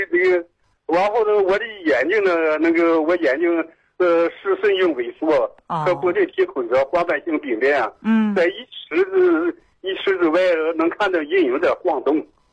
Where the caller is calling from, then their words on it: Dandong, Liaoning, China; 我是丹东的。